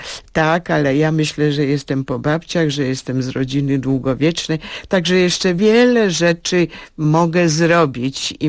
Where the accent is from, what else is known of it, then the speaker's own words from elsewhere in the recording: Międzyrzec, Lublin Voivodeship, Poland; born there; Ja się urodziłam jakby na Litwie.